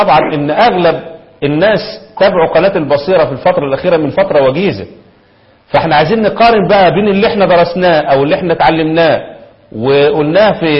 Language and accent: Arabic; Egypt; نفس اللي حصل عندنا في مصر